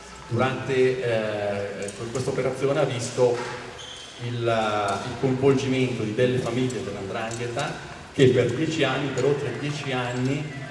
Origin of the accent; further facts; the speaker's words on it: Lomazzo, Lombardy, Italy; io per esempio sono di Lomazzo